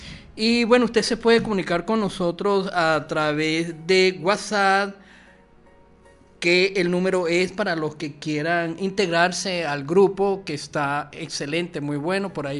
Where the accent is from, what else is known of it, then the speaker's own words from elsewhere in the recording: Venezuela; un poco salsoso, merengoso, como somos todos los venezolanos, alegre, contentos a pesar de las adversidades.